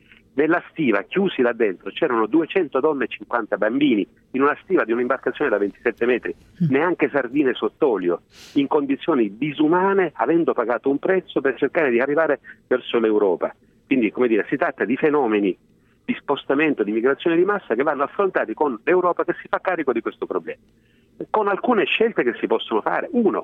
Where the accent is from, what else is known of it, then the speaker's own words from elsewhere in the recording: Sicily, Italy; Ci sono stati pochi fenomeni di xenofobia in Sicilia e tutto sommato abbiamo dato dimostrazione di non aver dimenticato che sino a 30 anni fa non eravamo una terra di emigrazione